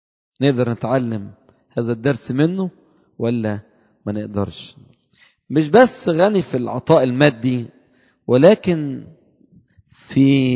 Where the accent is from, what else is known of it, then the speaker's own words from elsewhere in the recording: Upper Egypt, Egypt; انا صعيدي شويه في الكلام